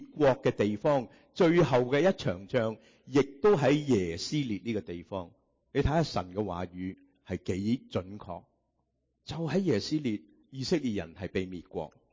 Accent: Guangdong, China; 我们广东人说什么？一脚踏两船，是吗？

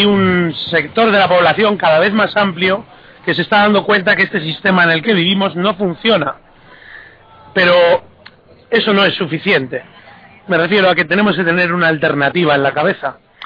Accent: Spain; tenemos que empezar a aprender muchas cosas de aquellos países sobre los cuales, encima, como españoles creemos que tenemos algún derecho sobre él

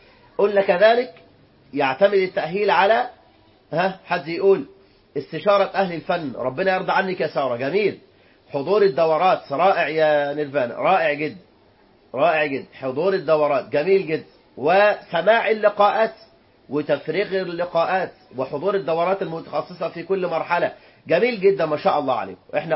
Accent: Egypt; ولذلك صارت عندنا حالات الطلاق في البلاد العربية بالملايين وخاصة في بلدنا مصر.

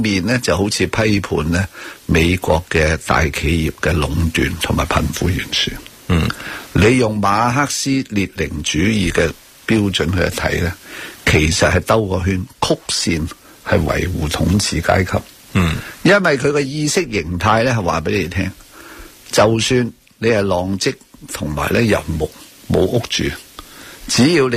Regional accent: China; 因为我系中国人，

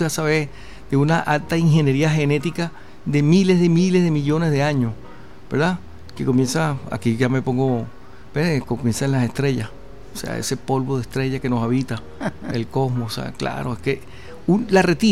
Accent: Venezuela; yo, que soy venezolano y paseo por el downtown, y entonces sé que por aquí estuvo Bolívar, padre de mi patria

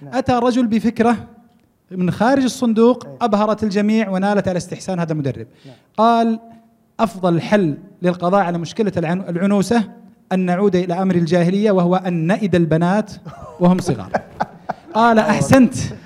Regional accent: Taif, Makkah Province, Saudi Arabia; now in Qassim, Saudi Arabia; أنا من الطائف لست من هنا من القصيم لكني أدرس في الجامعة هنا

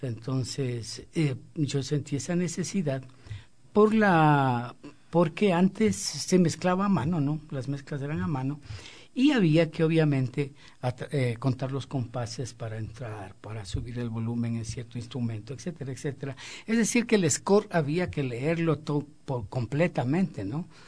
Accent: Quito, Pichincha, Ecuador; born there; Yo nací en Quito y toda mi vida la he dedicado a la música.

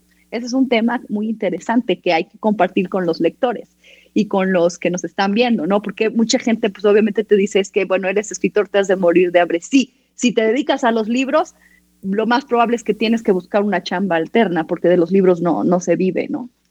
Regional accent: Tehuacán, Puebla, Mexico; born there; Yo fui la única en mi familia que nací en Tehuacán.

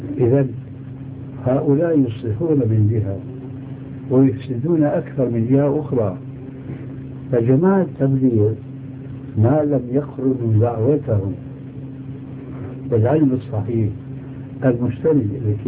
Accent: Syria; وكل مين يقول عندنا في الشام كل مين على دينه الله يعينه

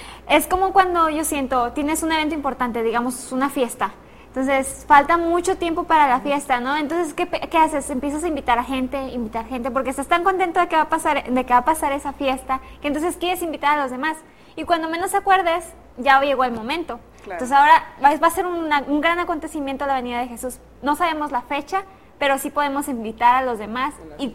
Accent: Tampico, Tamaulipas, Mexico; soy de Tampico, Tamaulipas.

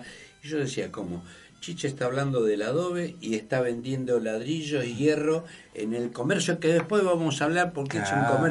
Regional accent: Buenos Aires, Argentina; yo me crié en Barraca y La Boca. Mi barrio es Barraca y La Boca, o sea, estuve muchos años en Barraca y La Boca.

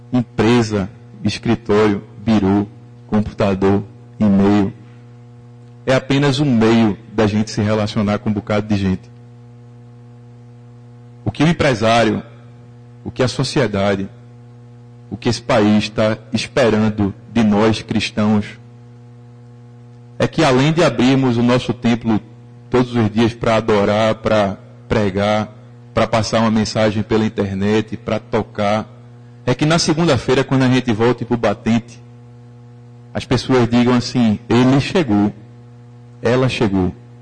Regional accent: Recife, Pernambuco, Brazil; sou de Recife, tenho uma clínica aqui

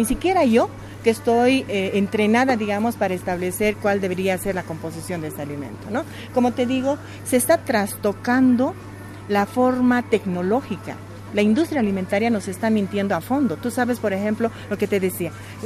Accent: Tarija, Bolivia; En Tarija, mi abuelo, yo soy de origen tarijeño, y criábamos, ¿no?, nuestras gallinas, nuestros chanchitos.

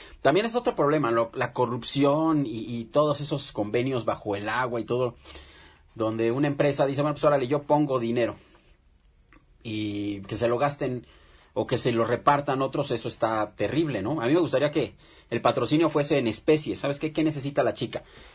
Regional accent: Mexico; como mexicanos a veces nos pasamos de listos

